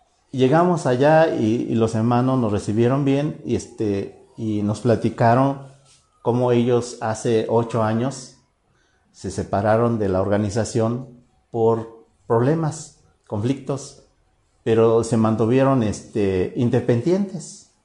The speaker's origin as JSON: {"language": "Spanish", "region": "Oaxaca", "country": "Mexico", "said": "aunque vivimos aquí, pero somos de Oaxaca."}